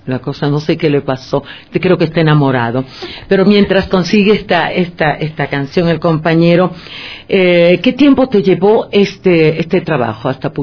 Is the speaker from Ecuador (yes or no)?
yes; Manabí, Ecuador; a mí me preguntan de dónde soy, Manabita. Y no digo de Puerto Viejo, de Picoasta, de qué sé yo, de Calceta, pero digo de Manabí.